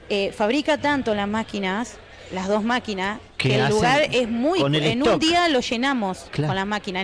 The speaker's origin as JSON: {"language": "Spanish", "town": "Toay", "region": "La Pampa", "country": "Argentina", "said": "Nosotros somos de Toay."}